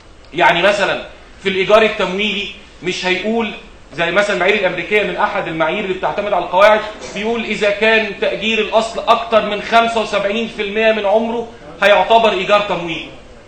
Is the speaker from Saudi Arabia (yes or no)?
no; Egypt; اشهر مثال المثال اللي عندنا في مصر، عندنا معايير مصريه